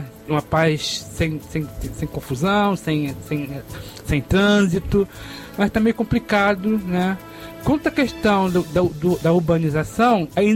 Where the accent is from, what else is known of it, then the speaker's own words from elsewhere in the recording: Vargem Grande, Rio de Janeiro, Brazil; Bem, eu sou nascido e criado em Vargem Grande, tá? Tô com 40 anos.